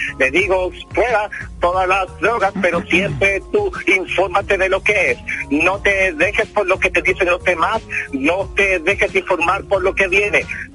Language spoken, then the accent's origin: Spanish; Chile; No tenemos que tener nosotros como chilenos, tenemos que asustarnos